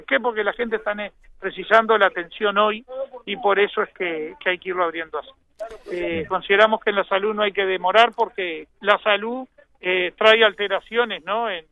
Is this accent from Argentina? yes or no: no; Uruguay; Yo como uruguayo siempre protesté por los impuestos que pagamos